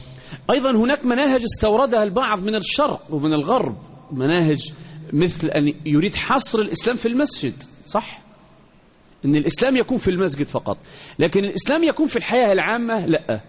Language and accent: Arabic; Egypt; وإحنا كمصريين بقول لك